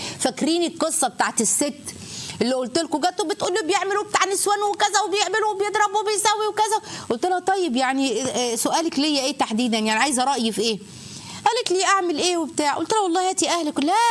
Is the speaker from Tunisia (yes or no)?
no; Egypt; مش عايزه اقول لكم احنا بنقول عليها ايه كمصريين